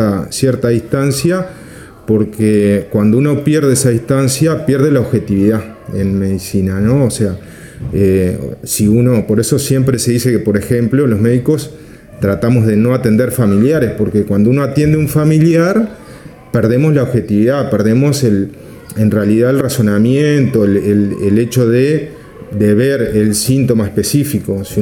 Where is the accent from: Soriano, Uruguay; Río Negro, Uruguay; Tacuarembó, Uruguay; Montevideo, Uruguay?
Río Negro, Uruguay; Fray Bentos; Yo vengo de Fraiventos, de una ciudad del interior del país, de Río Negro, el departamento de Río Negro